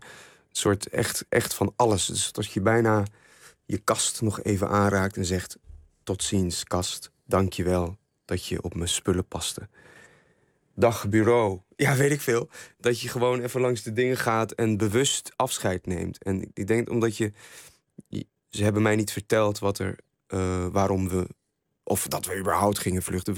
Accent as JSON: {"language": "Dutch", "country": "Syria", "said": "Ik zie het land waar ik vandaan kom langzaam afbrokkelen. Ja, hoe volg je dat? Ik vind dat iets heel moeilijks. Ik vind het ook niet behapbaar. Het werd voor mij ook pas tastbaar dat er oorlog was überhaupt in Syrië."}